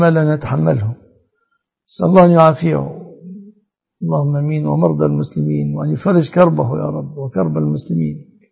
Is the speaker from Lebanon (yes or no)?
no; Egypt; الصداق عندنا في مصر الآن الغالب ده الغالب يتمثل في شبكة للذهب